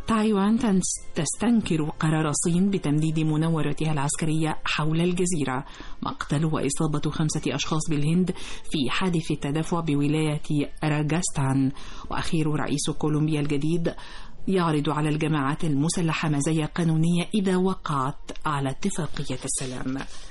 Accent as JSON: {"language": "Arabic", "country": "Egypt", "said": "احنا كمان فخورين ان احنا مصريين"}